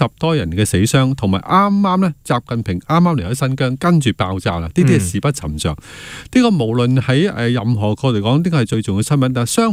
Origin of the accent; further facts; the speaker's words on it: Hong Kong; 即看回我們香港人看政治事件呢